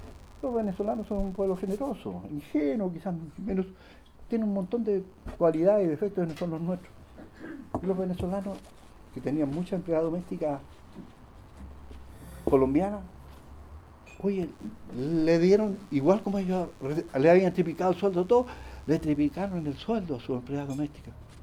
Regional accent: Chile; Yo me quedé como buen chileno, me dije, esta señora

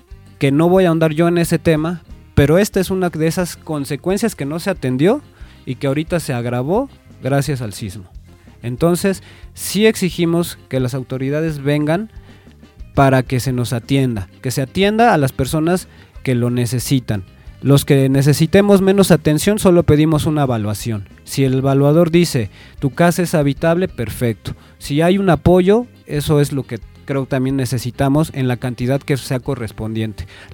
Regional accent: Mexico; espero que nos enseñe mucho como mexicanos y nos unamos no solo en las tragedias

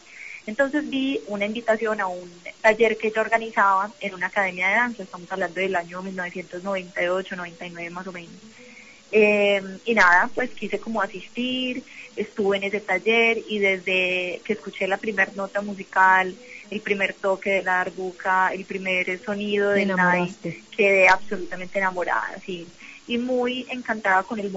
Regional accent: Colombia; ya somos varias las colombianas que hemos pisado territorios internacionales capacitándonos o, en mi caso, pues ya dictando talleres.

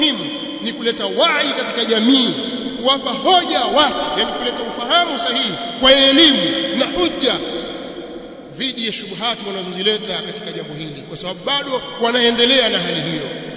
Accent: Tanzania; sote sisi ni Watanzania, sote Watanzania

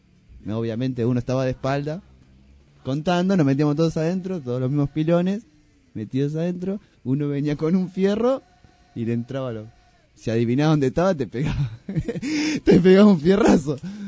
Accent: Argentina; Es más, nosotros también, como argentinos, en Sudamérica también

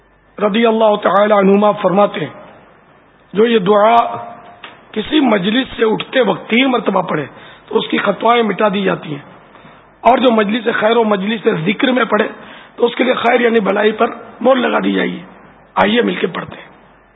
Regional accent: Karachi, Sindh, Pakistan; born there; میری پیدائش باب المدینہ میں ہوئی.

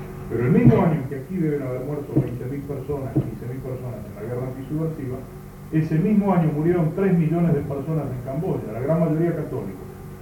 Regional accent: Argentina; Bien nos valga la experiencia histórico-política nuestra como argentinos de los últimos 6 años.

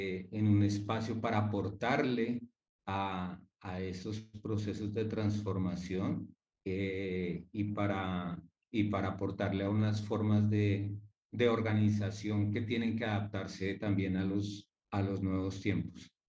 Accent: Colombia; now in Argentina; Siento que en gran parte me vine desesperanzado de Colombia en ese momento y Argentina se presentó como una gran oportunidad

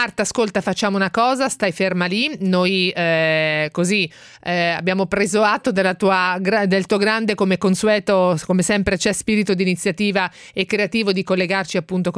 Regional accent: Castelfidardo, Marche, Italy; now in Milan, Italy; io sono marchigiana, arrivo da un paese che è tutto collinare, hai voglia lì a utilizzare la bicicletta, non la usa nessuno

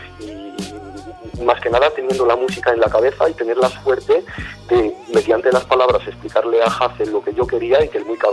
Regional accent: Galicia, Spain; Mi familia es de allí, yo de hecho soy gallego.

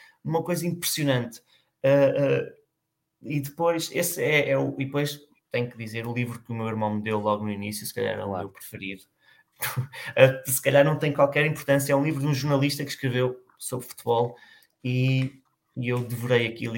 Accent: Lisbon, Portugal; Eu sou de Lisboa

